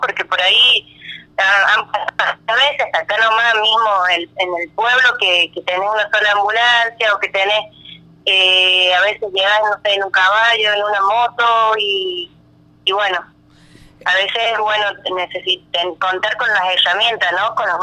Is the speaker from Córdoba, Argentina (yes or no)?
yes; Paso Viejo, Córdoba, Argentina; Soy de Paso Viejo, ajá, de un pueblo de la localidad de Cruz del Eje, del departamento Cruz del Eje.